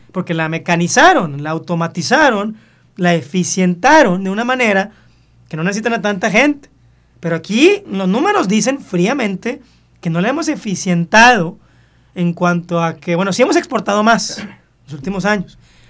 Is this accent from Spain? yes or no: no; Mexico; Si yo soy mexicano